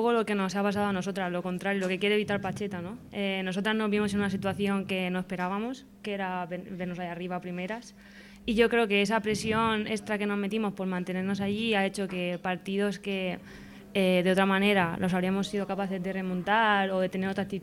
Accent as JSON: {"language": "Spanish", "town": "Elche", "region": "Valencian Community", "country": "Spain", "tie": "born or raised there", "said": "porque yo soy de aquí, soy de Elche, toda mi vida he ido desde pequeña al estadio"}